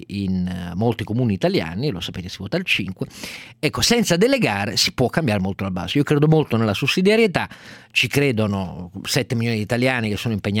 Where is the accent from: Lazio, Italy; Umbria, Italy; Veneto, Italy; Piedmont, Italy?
Piedmont, Italy; Turin; per me che sono cresciuto a Torino